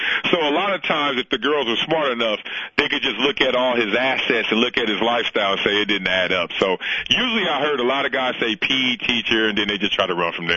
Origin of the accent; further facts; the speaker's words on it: Compton, California, United States; also born or lived in Los Angeles; now in Vancouver, Canada; it's a lot different than what I'm used to growing up in L.A. and growing up in Compton.